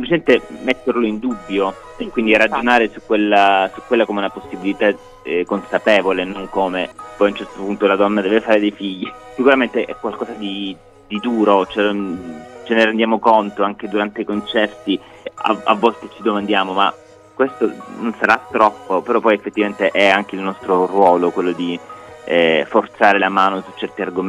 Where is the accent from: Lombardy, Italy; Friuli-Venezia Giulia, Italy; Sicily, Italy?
Sicily, Italy; Palermo; perché comunque ahimè da palermitano posso, cioè mi fa soffrire tantissimo che il sud comunque